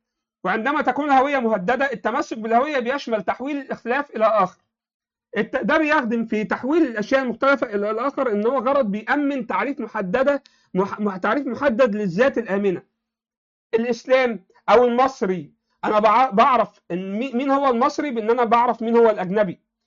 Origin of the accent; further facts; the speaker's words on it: Egypt; انا عايش في مصر، انا مصري مسلم.